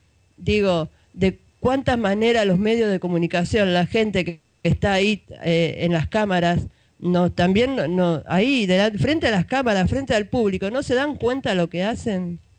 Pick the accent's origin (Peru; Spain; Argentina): Argentina; Buenos Aires; Pero yo lo vivo en Zabaleta. Yo soy de Zabaleta y lo veo.